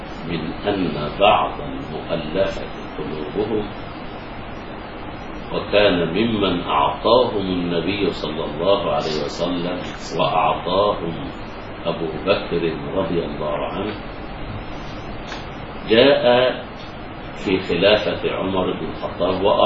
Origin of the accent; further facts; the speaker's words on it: Egypt; يعني عندنا في مصر ما في